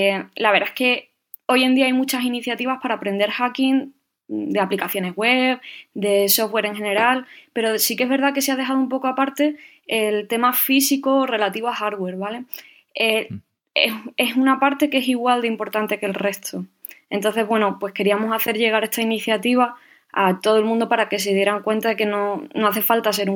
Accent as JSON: {"language": "Spanish", "town": "Cádiz", "region": "Andalusia", "country": "Spain", "tie": "born there", "lives_now": "Madrid, Spain", "said": "tengo 31 años y nací en Cádiz. Creo que se puede notar un poco por el acento. Aunque, bueno, por motivos laborales vivo en Madrid."}